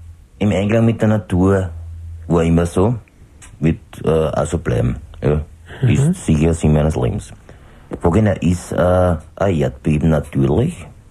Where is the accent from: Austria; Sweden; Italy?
Austria; Schrems, Lower Austria; also born or lived in Vienna; Ich bin ein alter Pfarrer, muss sagen, dass ich in meiner Gemeinde lebe, in meinem Schrems, wo ich aufgewachsen bin. Ich war ja lange in Wien, in Erdberg, in einer Pfarre